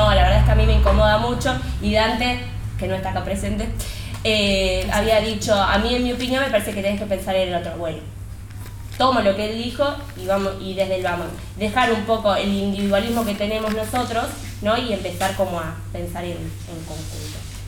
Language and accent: Spanish; Argentina; tenemos que pensar que somos argentinos, pero también somos parte de un mundo